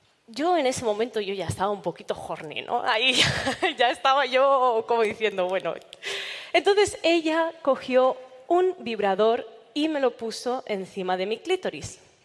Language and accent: Spanish; Barcelona, Catalonia, Spain; yo me acababa de mudar a Madrid, y en uno de estos viajes precarios que se hacen en coches compartidos de Madrid a Barcelona, mi tierra natal